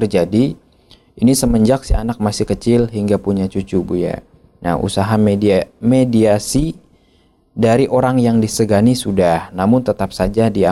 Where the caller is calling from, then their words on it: Surabaya, East Java, Indonesia; Saya dari Surabaya mau bertanya